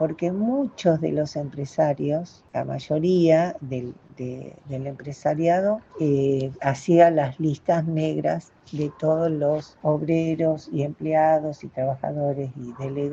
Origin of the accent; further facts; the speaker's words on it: Argentina; No nos merecemos como argentinos todo lo que nos está pasando